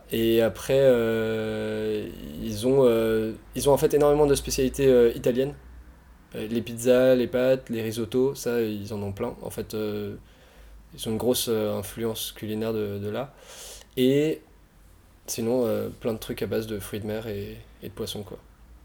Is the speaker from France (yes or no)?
yes; France; Mais en tant que Français, on s'est pas fait embêter déjà